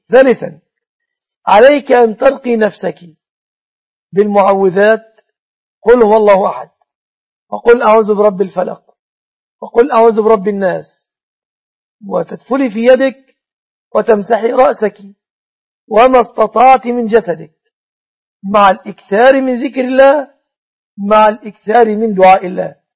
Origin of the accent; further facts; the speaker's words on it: Egypt; تقدير دية النصراني في بلادنا مصر بكم تعد من الجنيات